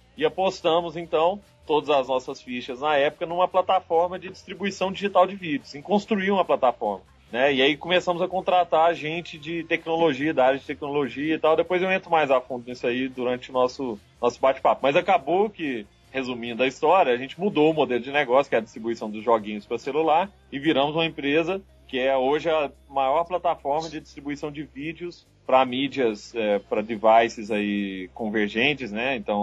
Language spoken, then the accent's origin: Portuguese; Araguari, Minas Gerais, Brazil; now in Belo Horizonte, Brazil; Eu sou de Araguari, que é perto de Uberlândia, né?